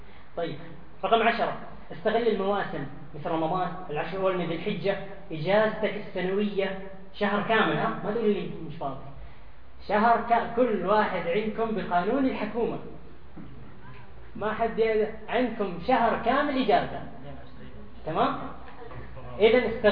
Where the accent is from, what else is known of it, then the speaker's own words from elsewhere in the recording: Syria; ما نقصد جنسية معينة لكن أنا شيخ سوري